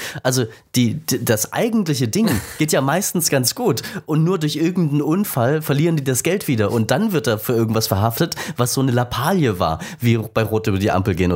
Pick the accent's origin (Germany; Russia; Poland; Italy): Germany; Saxony; Ich bin in Sachsen groß geworden.